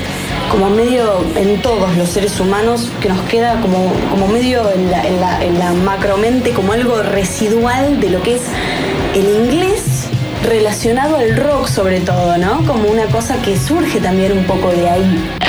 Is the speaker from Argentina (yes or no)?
yes; Buenos Aires, Argentina; soy de acá, de Capital, y del barrio de Caballito